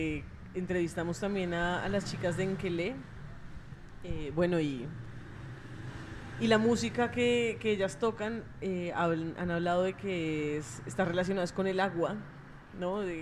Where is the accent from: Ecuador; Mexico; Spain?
Ecuador; now in Colombia; yo cuando crecí en Ecuador, eso, de camino al colegio, veía el Cotopaxi.